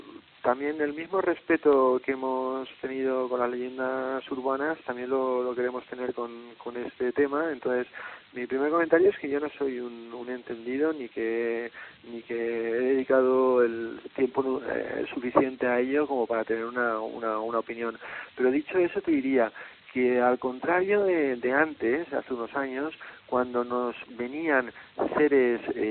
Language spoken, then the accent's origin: Spanish; Valencia, Valencian Community, Spain; moved away as an adult; Salí de Valencia, en aquel momento no se podía estudiar periodismo ahí, tuve que ir a Barcelona